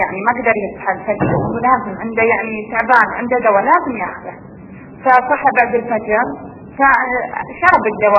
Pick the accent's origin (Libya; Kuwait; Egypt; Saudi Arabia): Kuwait; عندنا في الكويت